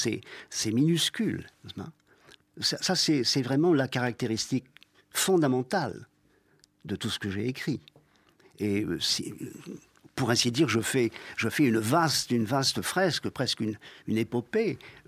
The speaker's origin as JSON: {"language": "French", "country": "St. Pierre & Miquelon", "said": "C'est parce que nous sommes français que nous existons avec une force incomparablement plus grande que les 242 km² sur lesquels nous habitons."}